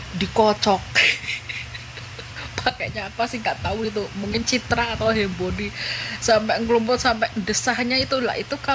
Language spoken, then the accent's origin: Indonesian; Java, Indonesia; Aku asli orang Jawa.